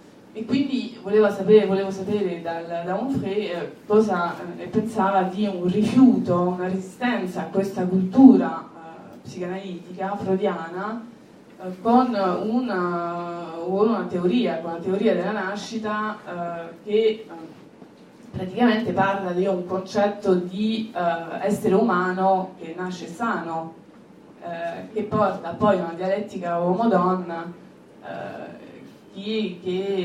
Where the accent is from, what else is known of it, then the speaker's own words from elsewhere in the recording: France; Italian is a second language; now in Italy; io in quanto francese che vive qua da vari anni, una quindicina di anni, quindi che ha una doppia cultura